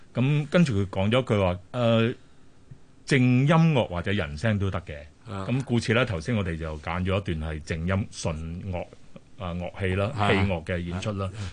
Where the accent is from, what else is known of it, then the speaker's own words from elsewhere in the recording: Macau; 因為他對澳門咁熟，譬如松山啊嗰啲，我都是細個嗰度長大